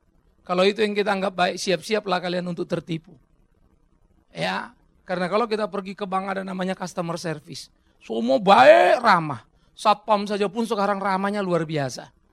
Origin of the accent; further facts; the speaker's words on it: Pematangsiantar, North Sumatra, Indonesia; Saya Batak, susah bagi saya jadi Jawa. Saya asli dari Siantar sana.